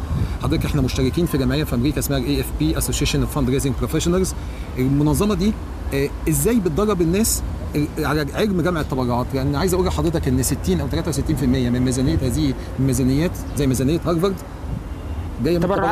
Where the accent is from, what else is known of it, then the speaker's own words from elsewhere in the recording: Egypt; احنا مصريين يا فندم